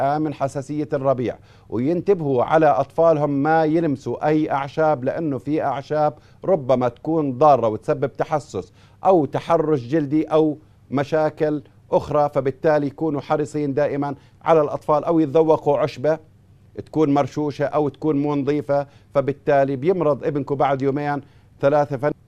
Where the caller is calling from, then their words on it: Baghdad, Baghdad Governorate, Iraq; أنا من بغداد أشكو من حصوة في الكلية